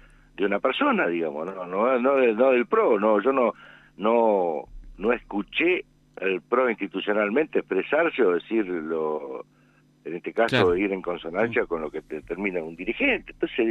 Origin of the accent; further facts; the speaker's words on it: Argentina; Y no quiero entrar en esa de que como argentino.